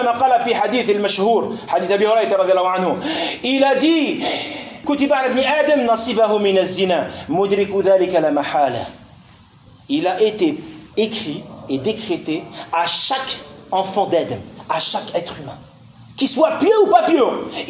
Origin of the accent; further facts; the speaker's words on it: Algeria; Certes, je suis algérien, certes, c'est un libyen ou un sénégalais, c'est pas un problème.